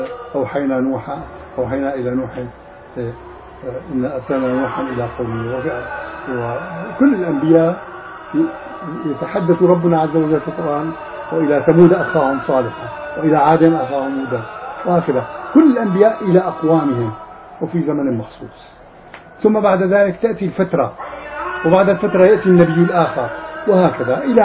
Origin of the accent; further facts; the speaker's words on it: Damascus, Damascus Governorate, Syria; ففي الأخ تربى عندنا في دمشق يعني في مسجدنا وطلب العلم عندنا سنوات